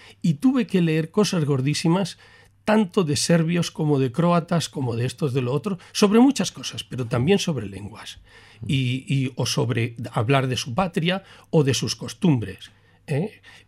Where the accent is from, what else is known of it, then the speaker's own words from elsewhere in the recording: Bilbao, Basque Country, Spain; Yo soy de Bilbao.